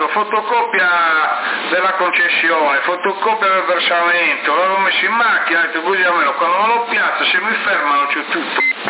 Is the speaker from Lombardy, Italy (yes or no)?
no; Sardinia, Italy; sono della Sardinia, adelante